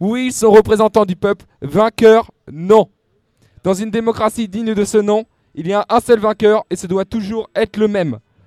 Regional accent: Pontoise, Île-de-France, France; donc je viens de Pontoise.

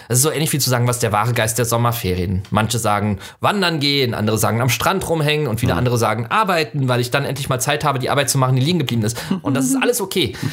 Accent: Southwest Germany, Germany; Ich bin im Südwesten groß geworden, da war die Chance höher, aber auch selbst da nicht.

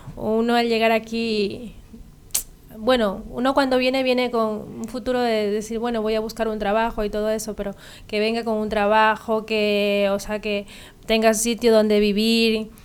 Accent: Martos, Andalusia, Spain; now in Ibiza, Spain; me vine yo de Martos a Ibiza, porque no, en principio a mí no me gustaba ese pueblo, ni la gente, ni nada, pero cuando ya vine a Ibiza

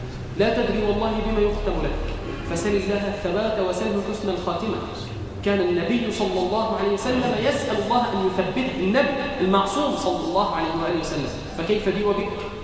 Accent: Egypt; اللهم اجعل بلدنا مصر امنا امانا، سخاء رخاء

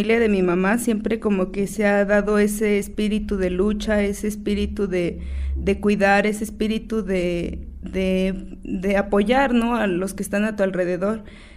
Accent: Tepoztlán, Morelos, Mexico; Soy una joven de Tepoztlán, dice mi abuelo que soy una doncella teposteca. Tengo 23 años, estoy estudiando actualmente la carrera de Derecho en la ciudad de Cuernavaca.

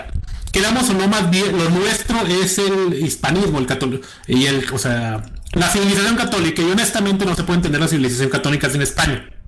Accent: Mexico; simplemente nosotros ambos somos mexicanos.

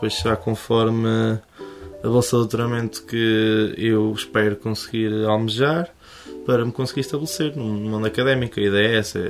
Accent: Nogueira do Cravo, Portugal; Há muito tempo, mas a minha infância foi passada na Aldeia do Senhor das Almas, Freguesia de Nogueira do Cravo.

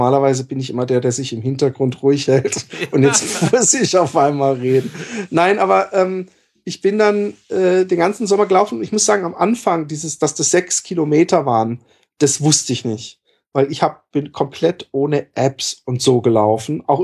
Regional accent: southwest, Germany; Ich bin im Südwesten aufgewachsen, es gibt für mich nichts Schlimmeres als Äcker und Streuobstwiesen und so Feldwege.

